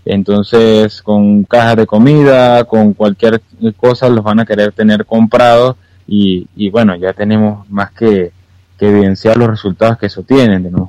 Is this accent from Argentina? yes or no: no; Venezuela; a nosotros como venezolanos le podemos decir en España que bueno, vean el espejo.